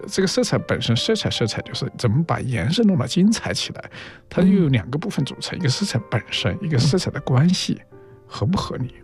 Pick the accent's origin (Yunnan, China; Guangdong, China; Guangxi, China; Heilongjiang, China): Yunnan, China; also born or lived in Jiangsu / Zhejiang; 我是出生在云南的，那长了好多年